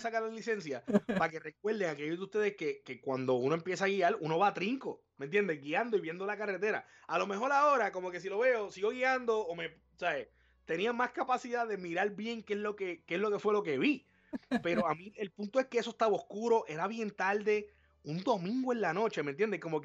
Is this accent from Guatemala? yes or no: no; East, Puerto Rico; nosotros somos del este de Puerto Rico